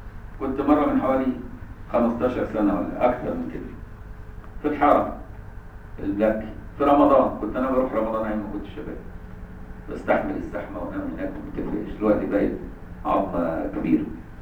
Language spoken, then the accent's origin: Arabic; Egypt; احنا عندنا في مصر دي عيبة قوي